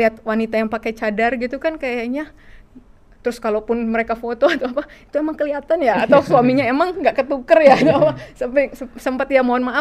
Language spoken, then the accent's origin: Indonesian; Jakarta, Indonesia; Barat. Lahir di Jakarta.